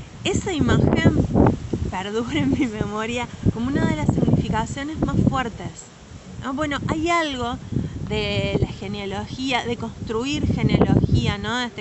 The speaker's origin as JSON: {"language": "Spanish", "region": "Patagonia", "country": "Argentina", "accent": "Patagonian", "lives_now": "Trelew, Argentina", "said": "quizás se nota por mi tonada, pero yo soy de la Patagonia, cuando me vine a vivir a Tralau, que me vine a vivir acá en el 2011"}